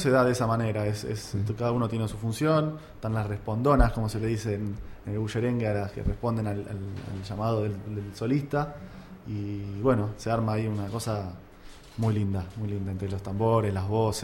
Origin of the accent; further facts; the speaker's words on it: Argentina; Todos somos argentinos